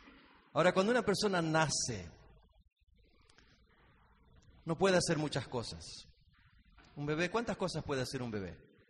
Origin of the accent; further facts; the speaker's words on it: Argentina; now in United States; La mayoría de ustedes saben que somos de Argentina. Vivimos en Estados Unidos